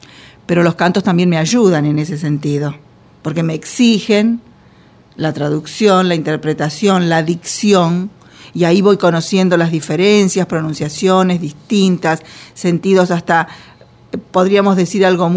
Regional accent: Los Toldos, Buenos Aires Province, Argentina; O sea que soy bonaerense, si queremos, de la pampa húmeda.

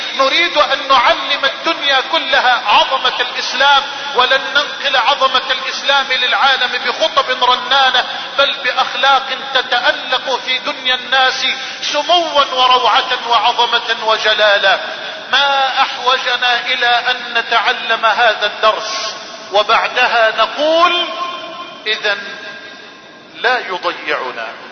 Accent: Egypt; اللهم احفظ بلدنا مصر من الفتن ما ظهر منها ما بطن

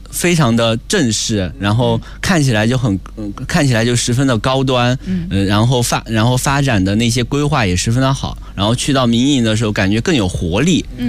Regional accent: Sichuan, China; 因为我俩都是他是重庆的，我是四川的

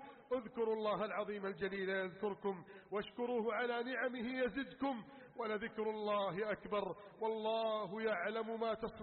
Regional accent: Egypt; اللهم احفظ بلدنا مصر، احفظ بلدنا مصر من كيد الكائدين

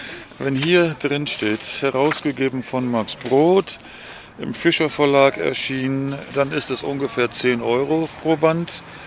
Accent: Germany; now in Netherlands; Wie Sie hören können, bin ich Deutscher und ich wohne wohl hier.

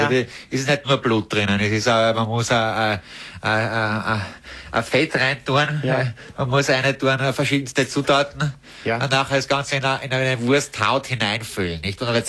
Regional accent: Vienna, Austria; mein Gott, was für ein Patschochter, wie man bei uns in Wien sagt.

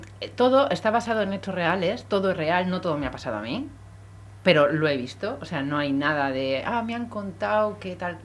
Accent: Bilbao, Basque Country, Spain; Soy de Bilbao. De Iturribide.

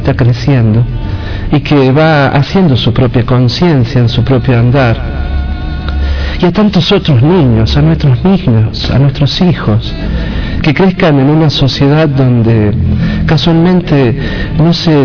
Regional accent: La Rioja, Argentina; porque con los años volví a mi país, volví a mi tierra, a esta Rioja que amo y a veces odio también

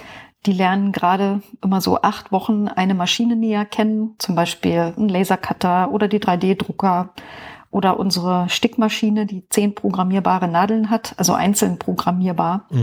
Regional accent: Brandenburg, Germany; ich bin aus Brandenburg da aufgewachsen, habe mich ein bisschen rumgetrieben in der Welt und bin jetzt aber wieder in Brandenburg gelandet seit einiger Zeit, wohne im Norden von Berlin, kurz vor MacPom.

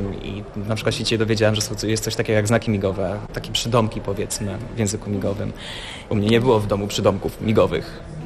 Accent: Lublin, Lublin Voivodeship, Poland; Wychowałem się i urodziłem się w Lublinie

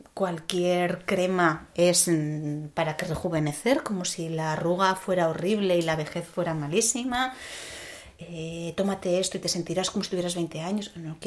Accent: Castile, Spain; Yo vengo de un pueblo de Castilla donde se velaban los cuerpos en casa y se amortajaban en casa y el cuerpo no se iba hasta que no se enterraba.

